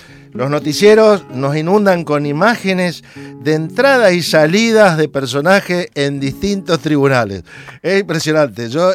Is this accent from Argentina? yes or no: yes; Santa Fe, Argentina; en Santa Fe, en la ciudad que nosotros venimos de Argentina